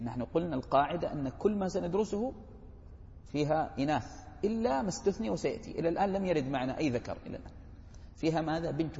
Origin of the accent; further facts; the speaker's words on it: Hejaz, Saudi Arabia; مفروض لأنه انفرد عن أمه في العرف عندنا في الحجاز